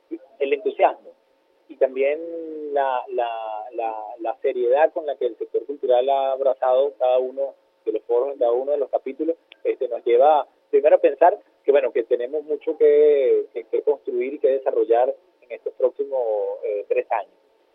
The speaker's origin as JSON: {"language": "Spanish", "country": "Venezuela"}